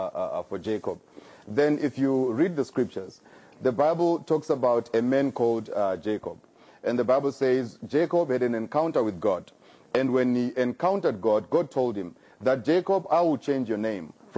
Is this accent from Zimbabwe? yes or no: yes; Bulawayo, Zimbabwe; now in Harare, Zimbabwe; I am from Zimbabwe and I was born and bred in Bulawayo. And but after some time, I moved to the capital city of Zimbabwe called Harare.